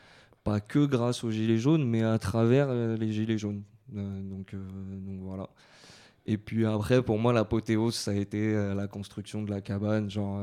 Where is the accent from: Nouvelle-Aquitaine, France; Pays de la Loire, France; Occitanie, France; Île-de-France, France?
Île-de-France, France; Montreuil; Je suis de Montreuil, j'habite à Croix-de-Chavaux depuis toujours.